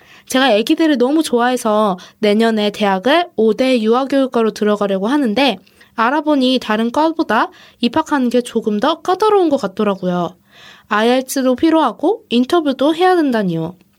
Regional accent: South Korea; 저는 저는 한국에서 한국 사람이고 여기서 몇 년 다녔고

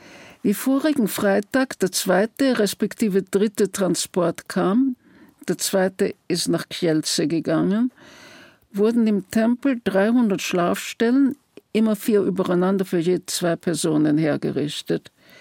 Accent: Vienna, Austria; born there; ich bin in Wien geboren

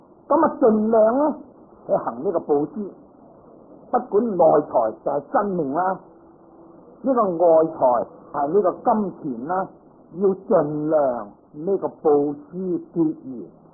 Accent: Guangdong, China; 佢唔係同我哋廣東人咁啦

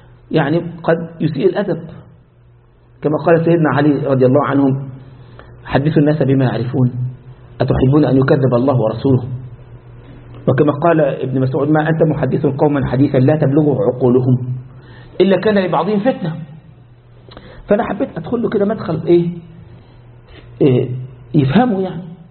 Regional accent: Egypt; زي ما عندنا في مصر كله عند العرب صابون

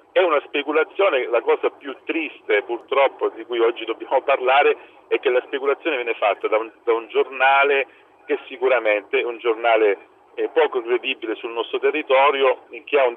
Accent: Reggio Emilia, Emilia-Romagna, Italy; io sono reggino

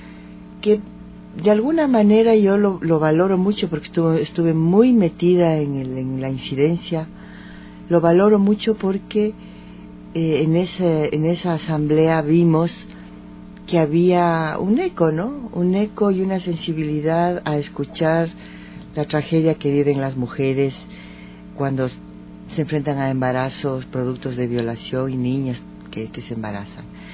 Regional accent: Ecuador; No somos Argentina, somos de Ecuador.

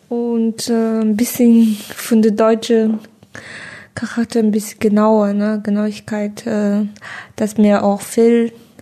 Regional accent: China; Also in China haben wir in meiner Heimat Hochzeit gefeiert einfach.

